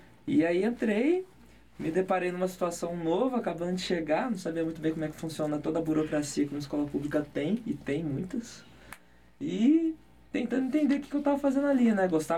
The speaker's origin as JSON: {"language": "Portuguese", "town": "Ribeirão Preto", "region": "São Paulo", "country": "Brazil", "moved": "as an adult", "said": "Minha família é de Ribeirão Preto, tanto do meu pai quanto da minha mãe. Só que eu vim pra cá em 2006"}